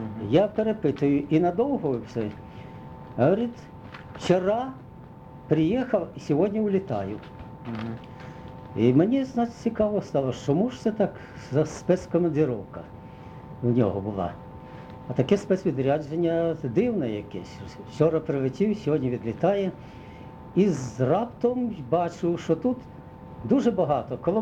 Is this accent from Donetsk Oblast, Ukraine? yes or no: no; Zhytomyr Oblast, Ukraine; а я з Житомирщини.